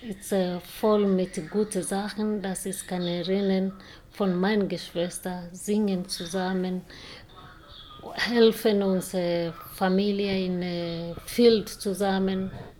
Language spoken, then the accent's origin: German; Kirinyaga, Kirinyaga County, Kenya; born there; German is a second language; now in Malindi, Kenya; Meine Stadt heißt, wo ich wohne jetzt. Mhm. It's Malindi, aber ich bin geboren in Kirinyaga. Kirinyaga ist ein kleines Dorf nahe Mount Kenya, mhm. Berge Kenya.